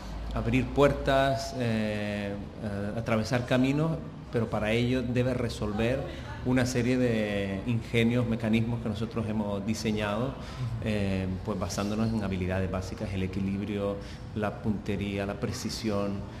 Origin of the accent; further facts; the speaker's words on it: Canary Islands, Spain; now in Catalonia, Spain; yo soy canario, pero que he emigrado en Cataluña.